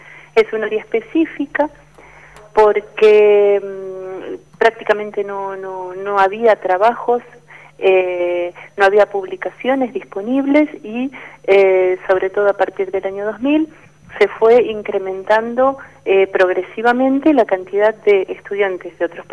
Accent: Argentina; Es un campo donde uno cruza su mirada como argentino con el modo en que nos miran a nosotros desde afuera

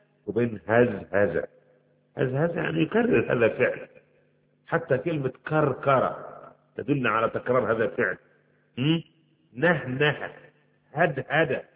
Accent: Egypt; كما يقول عندنا في مصر

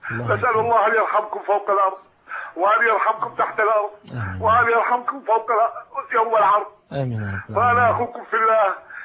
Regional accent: Iraq; moved away as an adult; now in Syria; أنا هاجرت من العراق

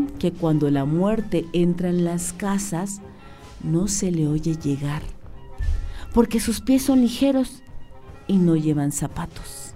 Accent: Oaxaca, Mexico; first language Zapotec; Spanish is a second language; la región del Istmo de Tehuantepec, de donde él y yo somos. Quise escribir este cuento en zapoteco, mi lengua natal.

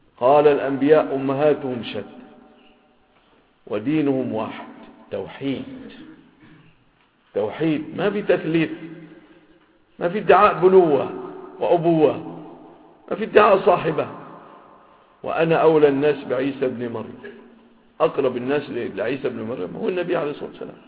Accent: Egypt; ووجد في بلادنا مصر

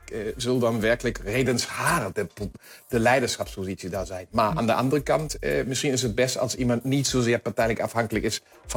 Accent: Germany; Dutch is a second language; Nee, maar zo zijn we Duitsers dan natuurlijk ook.

